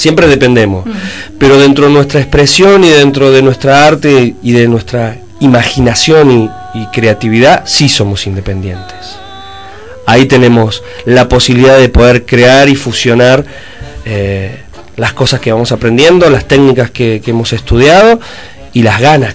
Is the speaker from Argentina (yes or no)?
yes; Buenos Aires, Argentina; born there; Nací en Buenos Aires.